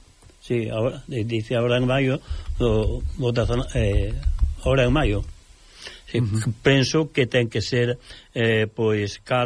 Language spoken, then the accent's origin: Galician; Galicia, Spain; moved away; cando estuve en Alemania como emigrante galego